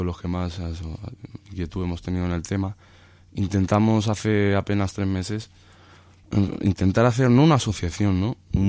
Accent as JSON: {"language": "Spanish", "town": "Toledo", "region": "Castilla-La Mancha", "country": "Spain", "said": "Y tú como toledano, al igual que yo"}